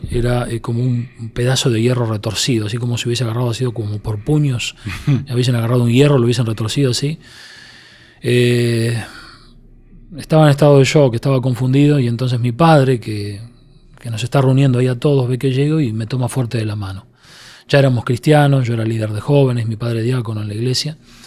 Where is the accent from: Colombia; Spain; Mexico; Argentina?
Argentina; una noche de verano en mi país, Argentina, un calor muy fuerte